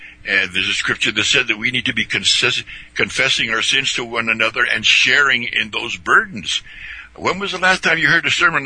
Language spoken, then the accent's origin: English; Indio, California, United States; We grew up out there in Indio, California, which is basically an agricultural community.